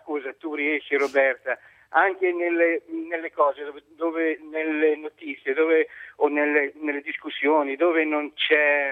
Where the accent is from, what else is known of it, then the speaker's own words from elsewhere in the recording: Milan, Lombardy, Italy; now in Emilia-Romagna, Italy; Cioè, io sono milanese, però. Non sono, io vengo, sono 20 anni che abito qui.